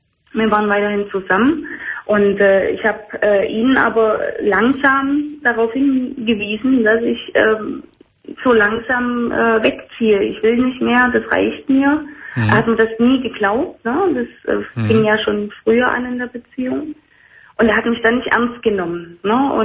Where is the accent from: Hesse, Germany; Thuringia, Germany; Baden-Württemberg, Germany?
Thuringia, Germany; born there; Ich komme gebürtig aus Thüringen und habe mir da aber was aufgebaut.